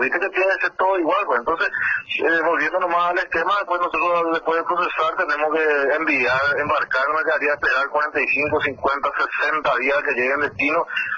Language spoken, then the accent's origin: Spanish; Paraguay; eso hay que valorarse como paraguayo